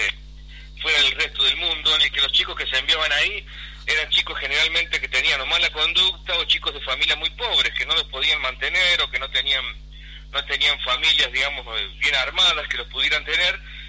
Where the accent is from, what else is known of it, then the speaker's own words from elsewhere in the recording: Villa Dolores, Córdoba, Argentina; born there; Yo nací en Villa Dolores.